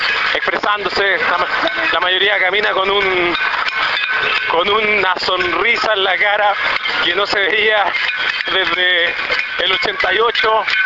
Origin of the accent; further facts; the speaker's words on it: Maipú, Santiago Metropolitan Region, Chile; Yo mismo que soy de Maipú